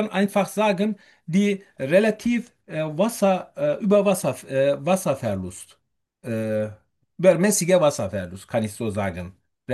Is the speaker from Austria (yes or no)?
no; Turkey; German is a second language; now in Germany; ich komme aus der Türkei. Seit etwa mehr als 20, 2,5 Jahren bin ich in Deutschland mit meiner ganzen Familie.